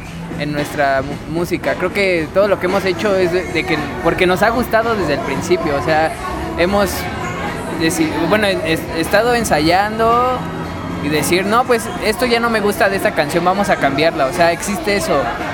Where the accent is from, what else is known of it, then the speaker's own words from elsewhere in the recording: Mexico; algo que nos falta a todos como mexicanos aquí son las ganas de querer aprender